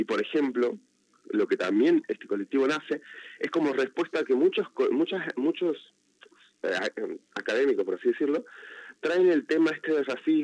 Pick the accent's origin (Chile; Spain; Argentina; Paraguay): Argentina; Salta; yo soy de Salta, en particularmente.